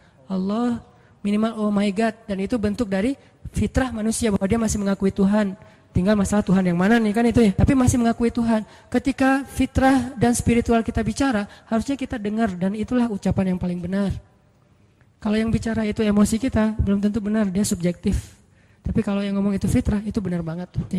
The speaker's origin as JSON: {"language": "Indonesian", "region": "Aceh", "country": "Indonesia", "said": "Dan keluarga saya juga ada yang kejadian pas tsunami dulu di Aceh, kan saya dari Aceh."}